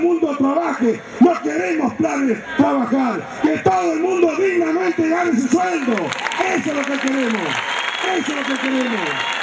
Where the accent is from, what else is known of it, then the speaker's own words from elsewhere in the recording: Argentina; y como argentinos, el país de la patria tenemos que defender